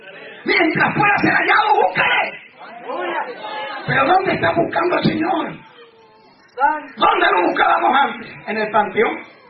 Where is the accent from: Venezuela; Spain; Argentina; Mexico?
Mexico; Pero estatua de ídolo, como mexicano ninguno.